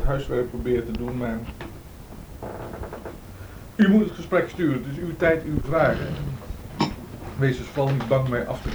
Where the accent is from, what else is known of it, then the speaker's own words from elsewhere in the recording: 's-Hertogenbosch, North Brabant, Netherlands; born there; Geboren in Den Bosch, 1931. Ik ben geboren uit een artistiek nest